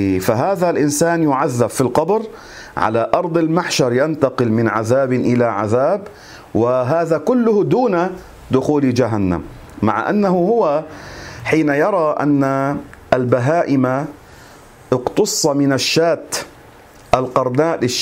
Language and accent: Arabic; Lebanon; عندنا في لبنان البعض يقول هذه العبارة،